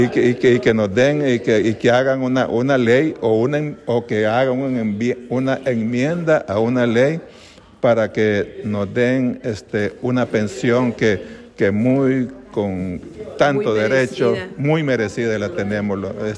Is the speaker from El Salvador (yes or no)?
yes; El Salvador; que formamos en aquellos años del 82 en mi país.